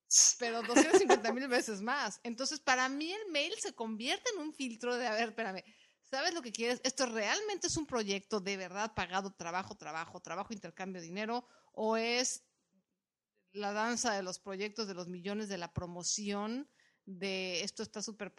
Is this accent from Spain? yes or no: no; Mexico; por lo menos en mi país, en México